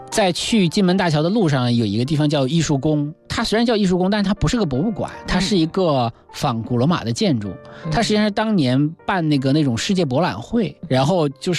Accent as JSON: {"language": "Chinese", "region": "Northeast China", "country": "China", "accent": "Northeastern", "said": "就是我们东北话讲叫烧心"}